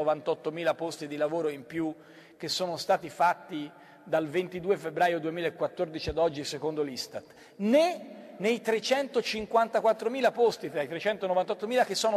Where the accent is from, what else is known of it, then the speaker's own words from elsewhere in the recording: Florence, Tuscany, Italy; born there; io sono nato a Firenze, ma sono considerato del contado, avendo orgogliose radici rignanesi.